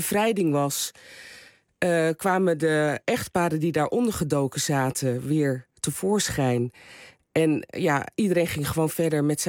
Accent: Rotterdam, South Holland, Netherlands; Ik ben opgegroeid in Rotterdam.

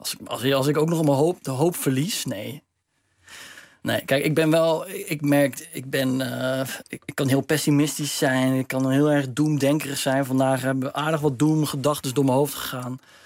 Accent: Netherlands; Maar ik ben wel Nederlander, hè? Ik bedoel, het is mijn land.

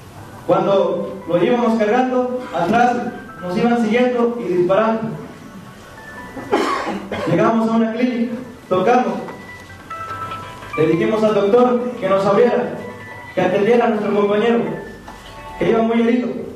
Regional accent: Mexico; Pero gozamos como ciudadanos mexicanos de tener unas autoridades cómplices

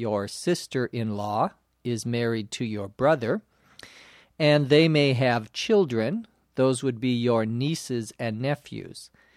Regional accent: St. Paul, Minnesota, United States; born or raised there

